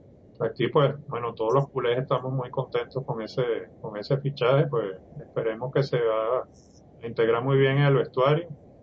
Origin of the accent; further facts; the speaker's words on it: Venezuela; tanto Iván como yo somos venezolanos